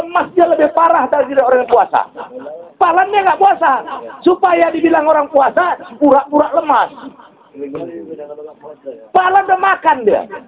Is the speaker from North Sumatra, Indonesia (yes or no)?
yes; Kuala Tanjung, North Sumatra, Indonesia; Ada lagi di kampung kami di Kuala Tanjung, tak perlu sholat lima waktu, katanya dalilnya.